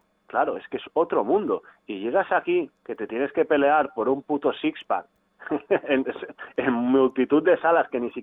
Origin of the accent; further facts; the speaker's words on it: Barcelona, Catalonia, Spain; como gran parte de la gente que ha nacido y crecido en Barcelona está harta de la situación esta, pues nosotros